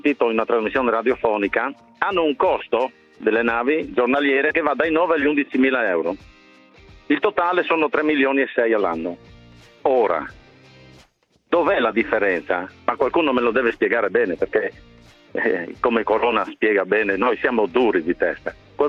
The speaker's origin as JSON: {"language": "Italian", "region": "Friuli-Venezia Giulia", "country": "Italy", "said": "da buon friulano come Corona."}